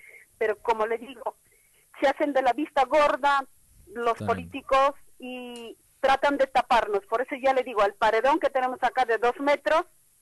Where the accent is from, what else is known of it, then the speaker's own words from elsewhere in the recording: Peru; Yo soy de Perú.